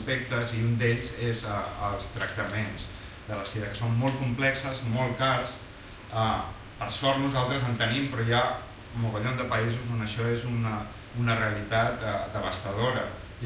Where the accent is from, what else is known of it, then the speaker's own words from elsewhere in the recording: Catalonia, Spain; tot i que es fa aquí, i molts de l'equip som catalans